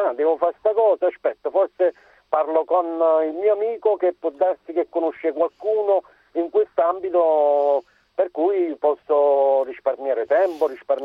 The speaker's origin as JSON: {"language": "Italian", "town": "Naples", "region": "Campania", "country": "Italy", "said": "Oggi attualmente a Napoli, io sono napoletano doc"}